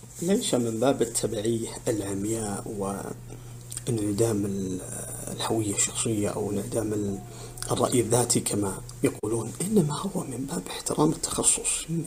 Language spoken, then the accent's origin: Arabic; Saudi Arabia; نحن كسعوديين تربينا منذ نعومة أظفارنا على الولاء